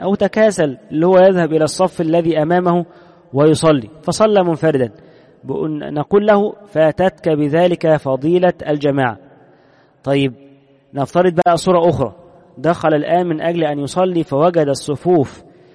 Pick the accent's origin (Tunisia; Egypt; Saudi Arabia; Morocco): Egypt; عندنا في مصر سنجد أن حتى عامة الناس متأثرون